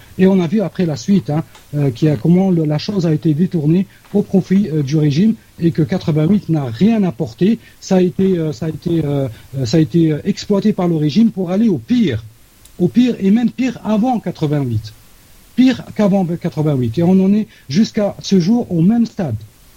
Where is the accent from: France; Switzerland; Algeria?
Algeria; Ça, c'est une question que, en tant qu'Algérien, je me pose toujours